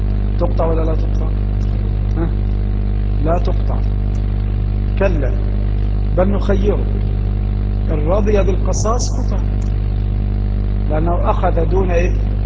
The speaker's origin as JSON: {"language": "Arabic", "country": "Egypt", "said": "وما يفيدنا كمصريين في دراسة هذا الكتاب"}